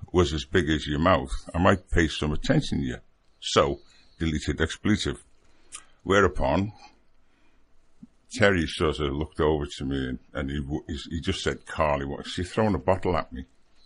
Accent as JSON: {"language": "English", "town": "Liverpool", "region": "North West England", "country": "United Kingdom", "said": "But I'm from Liverpool, so yeah, I can do that."}